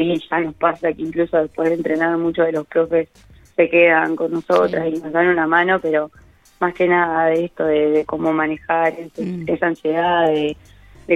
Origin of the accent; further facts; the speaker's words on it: La Pampa, Argentina; yo soy de Austoni, es un pueblo muy chico de acá de La Pampa, donde tiene 300 habitantes